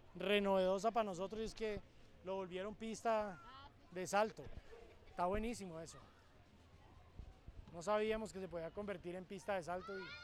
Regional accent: Tuluá, Valle del Cauca, Colombia; Yo no soy de Cali, sino de Tuluá, que es un pueblo que está ahí cerquita de Cali, donde es el Tino Asprilla, es el único que es famoso.

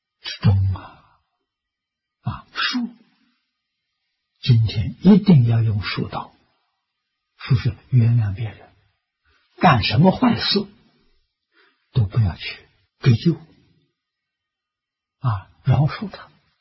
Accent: China; 我们中国人讲的起心动念言语造作，没有一样不是合情合法啊

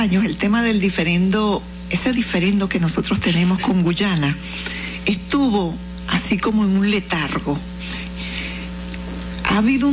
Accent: Venezuela; Me mueve en la sangre, en el alma, en el corazón, como venezolana.

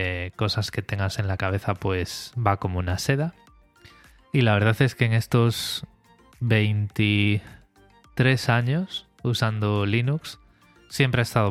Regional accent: Vigo, Galicia, Spain; yo soy de Vigo, tengo 40 años ya, 40, que he cumplido 40 años en cuarentena

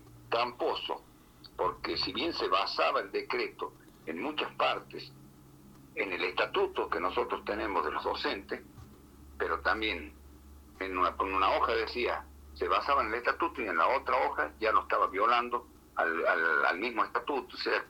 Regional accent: Andalgalá, Catamarca, Argentina; Yo soy del interior de Catamarca, de una localidad que se llama Andalgalá, y tenemos muchas escuelas rurales nosotros acá.

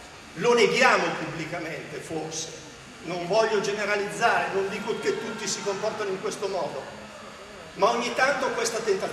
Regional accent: Abruzzo, Italy; Io non sono calabrese, sono abruzzese d'origine, trapiantato.

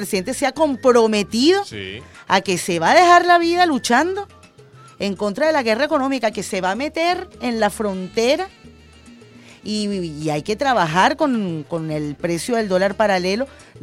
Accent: Venezuela; como venezolanos patriotas

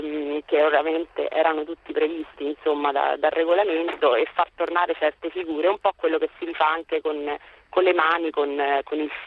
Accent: Rome, Lazio, Italy; Io sono di Roma

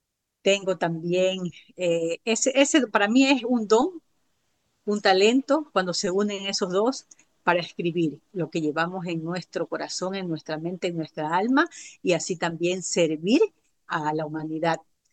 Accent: Ecuador; soy oriunda de Ecuador. Por estos días estoy de viaje en la Florida visitando a mi hijo y a su familia.

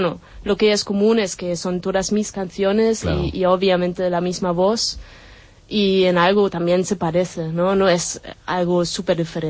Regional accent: Berlin, Germany; Spanish is a second language; moved away as an adult; now in Barcelona, Spain; Sí, de Berlín, soy alemana. I, bueno, vine por un Erasmus en el 2004, y bueno, y más o menos se puede decir que me quedé

